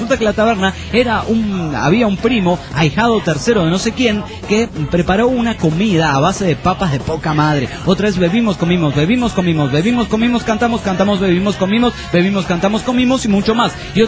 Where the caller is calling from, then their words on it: El Salvador; del Salvador.